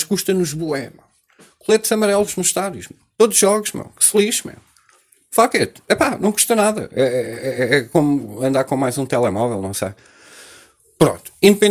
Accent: Portugal; E nós, como portugueses, continuamos a mandar fora estas oportunidades

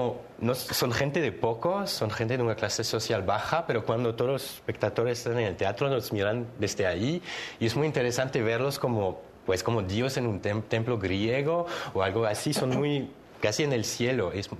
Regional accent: Switzerland; Spanish is a second language; now in Oaxaca, Mexico; yo soy aquí desde siete semanas y todo esto me impresiona mucho, todos los ruidos de la ciudad. Yo vengo de Suiza y la Suiza es muy calma

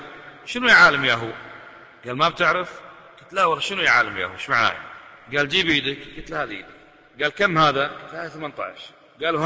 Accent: Kuwait; وإحنا بصفتنا من أهل الكويت شوي جريئين

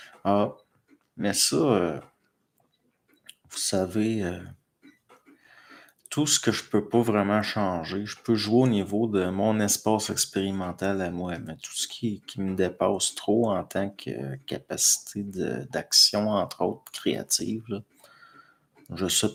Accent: Pierreville, Quebec, Canada; Moi, chez nous, à Pierreville

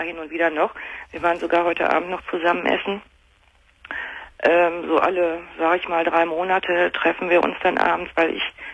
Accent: Rhineland, Germany; born there; und ich bin geborene Rheinländerin.

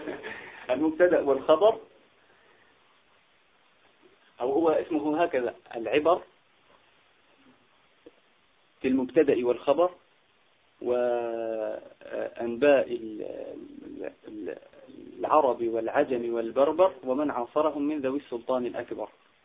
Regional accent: Algeria; عندنا في الجزائر

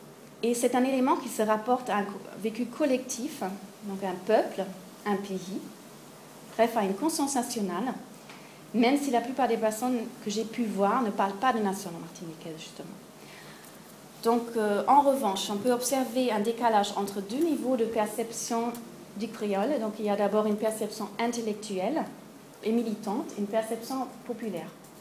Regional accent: Germany; French is a second language; je suis pas française, je suis allemande

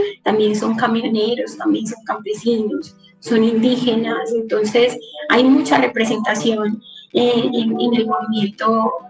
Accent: Antioquia, Colombia; en Caucasia, que es uno de los municipios de la región de la que, de donde yo vengo, del Bajo Cauca

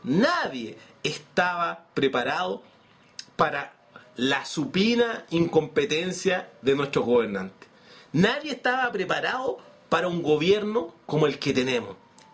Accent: Chile; 18 millones de personas, que somos los chilenos.

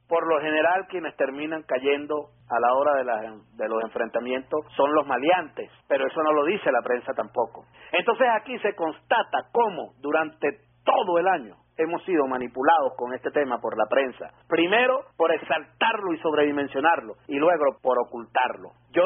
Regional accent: Venezuela; Infinitamente, como venezolano, agradecido, como debemos estarlo todos.

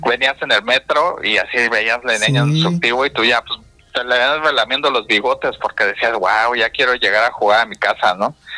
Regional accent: Mexico City, Mexico; crecí en la Ciudad de México, uh-huh. Actualmente no me encuentro viviendo ahí, uh-huh. Pero crecí, pues básicamente hasta hace un año estaba en la Ciudad de México

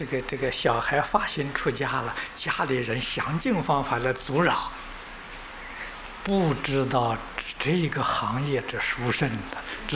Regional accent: China; 跟我们中国人很有缘分

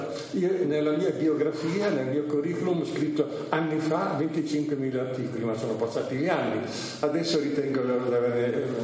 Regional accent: Bolzano, Trentino-Alto Adige, Italy; born there; la mia terra, perché qui sono nato, anche se i miei genitori vengono uno dall'estremo sud, Calabria mio padre, l'altro dall'estremo nord, Sassonia mia madre

